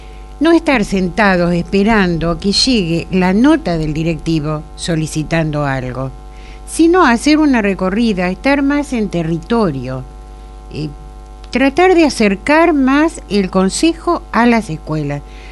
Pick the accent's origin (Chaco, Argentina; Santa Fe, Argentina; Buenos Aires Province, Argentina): Buenos Aires Province, Argentina; 25 de Mayo; also born or lived in Mar del Plata / Saladillo; Me desempeñé en 25 de mayo, de donde soy oriunda, en Mar del Plata y acá en Saladillo terminé mi carrera docente.